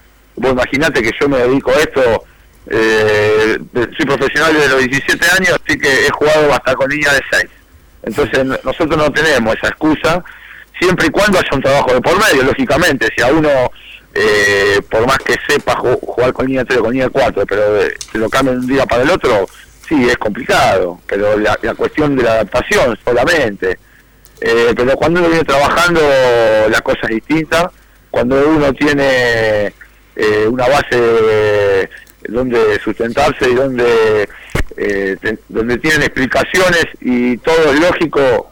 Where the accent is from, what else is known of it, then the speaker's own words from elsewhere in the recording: La Plata, Buenos Aires Province, Argentina; yo, ustedes como sabrán, soy de La Plata y viajo temprano para el entrenamiento